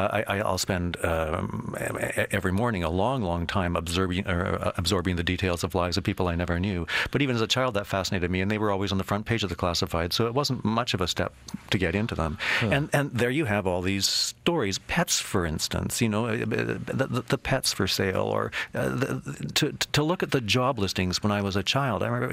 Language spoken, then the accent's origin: English; Winnipeg, Manitoba, Canada; Well, when I was a child, I used to love to read. I grew up in Winnipeg